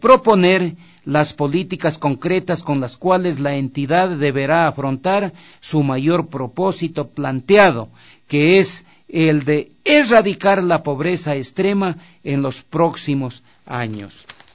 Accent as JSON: {"language": "Spanish", "country": "Ecuador", "said": "Yo no he visto en mi país sector más pedigüeño que el sector empresarial, no. Los propósitos podían ser buenos, pero no eran reales. Ahí había todo un engaño al pueblo ecuatoriano para arrancar los dineros del gobierno de turno."}